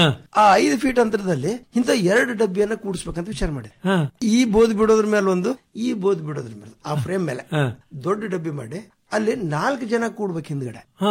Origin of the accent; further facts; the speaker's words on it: Muttangi, Karnataka, India; ನಾನು ನಮ್ಮ ಊರಲ್ಲಿ ಬೀದರ್ ಡಿಸ್ಟಿಕ್ ಹುಮನಾಬಾದ್ ತಾಲೂಕು ಅಥವಾ ಚಿಡಗೋಪ ತಾಲೂಕು ಮುತ್ತಂಗಿಯಲ್ಲಿ ಮಾಡಿರುವಂತ ಒಂದು ಮಷೀನ್